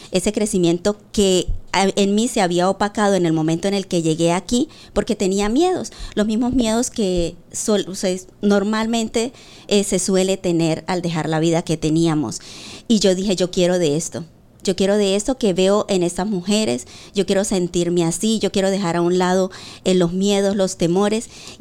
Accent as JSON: {"language": "Spanish", "country": "Venezuela", "moved": "yes", "lives_now": "Spain", "said": "tanto estando aquí en España como cuando estaba en mi país, Venezuela."}